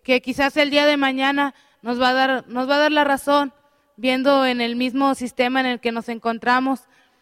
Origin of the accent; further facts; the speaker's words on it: Mexico; En nosotros como estudiante, como profesionista, como obrero, como mexicano, ¿qué vamos a hacer?